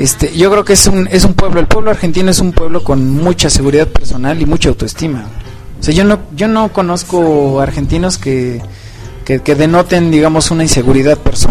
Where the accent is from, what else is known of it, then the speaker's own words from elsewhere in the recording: Mexico; Por afuera uno como mexicano.